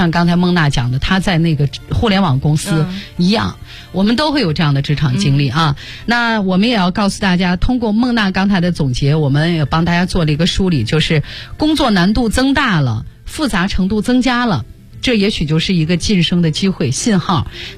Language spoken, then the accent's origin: Chinese; Shanxi, China; 这杏花村酒是我们山西我老家的酒